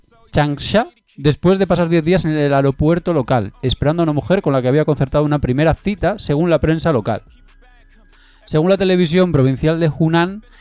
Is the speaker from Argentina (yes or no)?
no; Asturias, Spain; Soy asturiano.